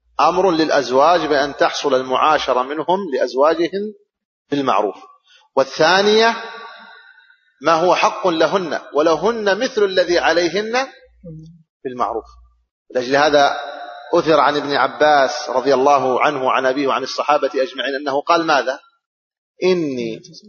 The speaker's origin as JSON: {"language": "Arabic", "country": "Saudi Arabia", "said": "بلادنا السعودية مثلا"}